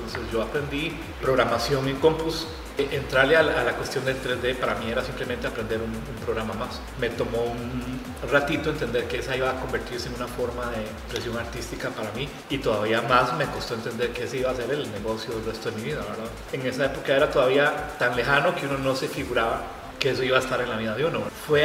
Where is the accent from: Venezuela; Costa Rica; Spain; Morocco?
Costa Rica; Yo recuerdo que yo lo vi chiquitito y yo decía, pero eso es animado aquí en Costa Rica.